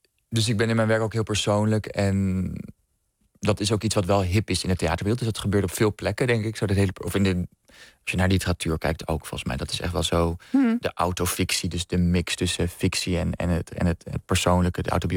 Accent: Amsterdam, North Holland, Netherlands; ik kom uit Amsterdam

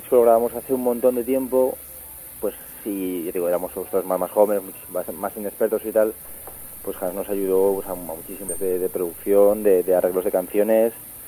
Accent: Cantabria, Spain; como somos casi todos de Cantabria y queríamos dejarlo todo en casa, lo grabamos en Cantabria

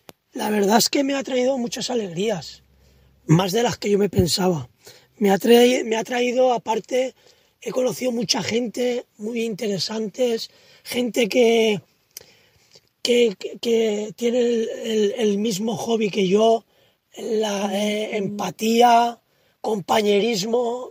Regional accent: Rafelbunyol, Valencian Community, Spain; Para la novela me inspiré en mi pueblo

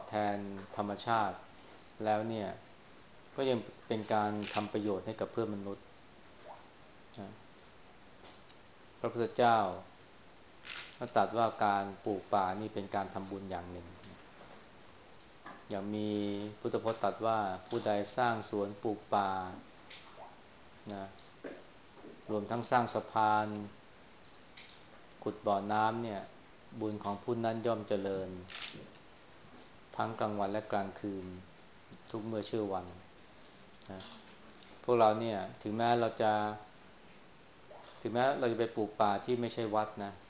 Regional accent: Chaiyaphum, Thailand; เราเป็นคนชัยภูมินี่ก็ต้องรู้จักท้องถิ่นของเรา

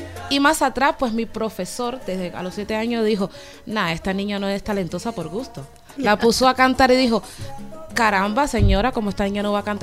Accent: Havana, Cuba; De la misma Habana.

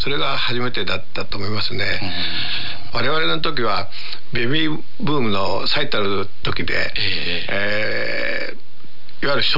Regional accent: Okayama, Japan; お前は どこの出身だって言うから岡山ですって言ったら、岡山には … 多いのかって言われて

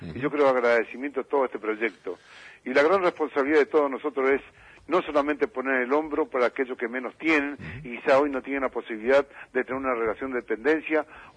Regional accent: Argentina; Y yo creo que la gran responsabilidad como argentino, no solamente como dirigente

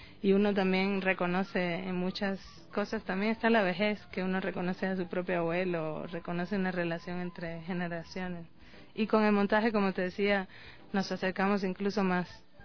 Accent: Cuba; yo soy cubana, estudié en Cuba la licenciatura y también estudié en la Escuela de San Antonio de los Baños

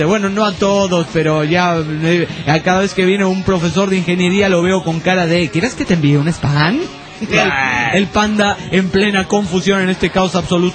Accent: Toluca, State of Mexico, Mexico; soy de Toluca, México

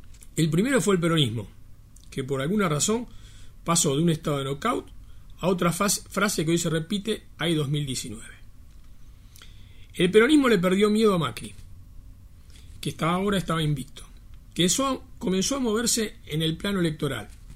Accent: Argentina; Pero lo que vamos a sufrir somos todos los argentinos.

